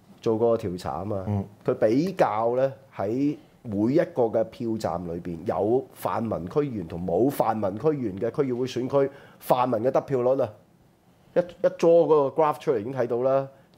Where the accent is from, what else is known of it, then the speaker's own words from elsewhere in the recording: Hong Kong; 呢個就係我哋香港人係咪而家嘅精神啫